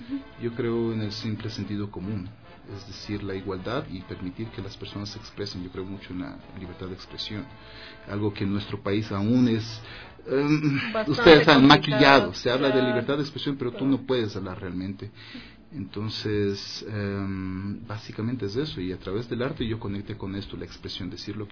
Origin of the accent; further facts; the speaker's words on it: Ecuador; also born or lived in Russia; Yo soy ecuatoriano